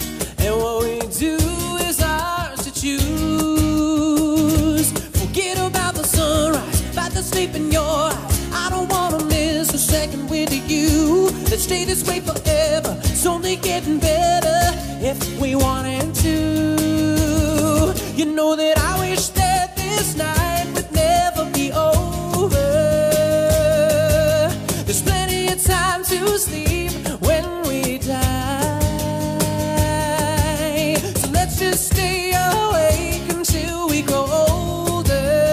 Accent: Chile; un tema que para nosotros como chilenos quizás no es fácil de llevar de la mejor forma

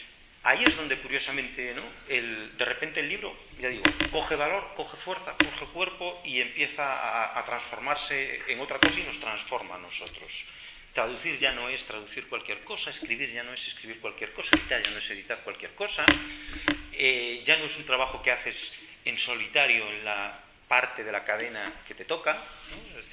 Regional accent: Mieres, Asturias, Spain; yo es que vengo de Mieres, mi abuelo estaba en Unosa, viví mi infancia aquí

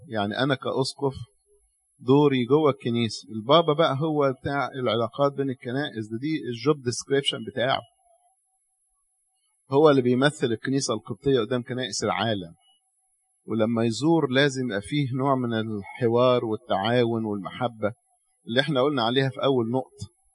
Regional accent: Egypt; ليه الناس عندنا في مصر مش عارفة تفهم دي؟

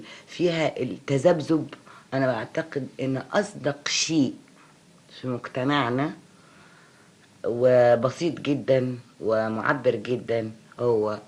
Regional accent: Egypt; فأنا مواطنة مصرية أولا وأخيرا

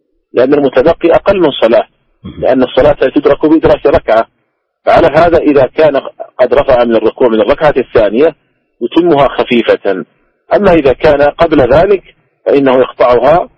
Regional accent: Saudi Arabia; ومثلا عندنا في المملكة العربية السعودية

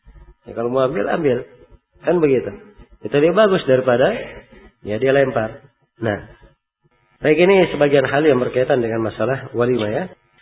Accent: Makassar, South Sulawesi, Indonesia; Ya, kalau sebagai orang Makassar, nah, lebih sadis lagi.

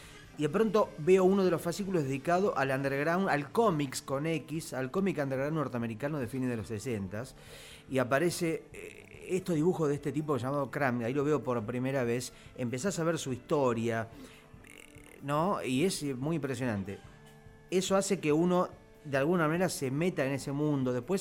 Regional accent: Mar del Plata, Buenos Aires Province, Argentina; now in Buenos Aires, Argentina; No, yo nací en Mar del Plata, me crié, empecé a hacer mis fanzines y mis primeras cosas en Mar del Plata. En el 96 me vine a Buenos Aires como una primera experiencia.

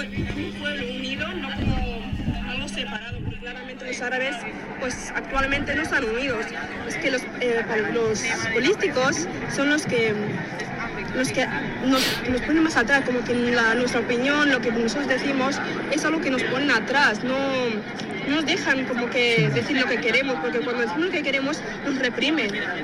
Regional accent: Morocco; Soy de Marruecos.

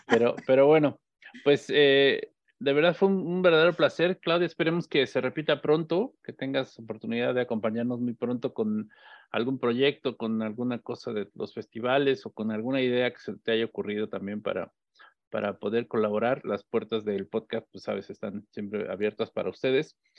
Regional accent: Mexico; esta tercera raíz que nos compone como mexicanos

